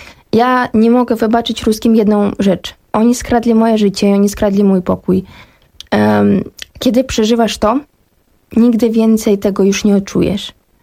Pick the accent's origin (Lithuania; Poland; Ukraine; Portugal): Ukraine; Kyiv; ja pochodzę z Kijowa i ja pamiętam pierwsze takie, ja miałam dwa strachy wtedy tego pierwszego dnia.